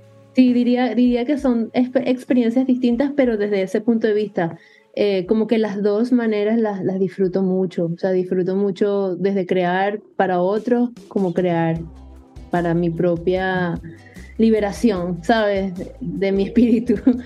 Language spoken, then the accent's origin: Spanish; Venezuela; now in United States; Luego me mudé del país, me fui de Venezuela a Estados Unidos y en Estados Unidos comencé a ver clases de música también.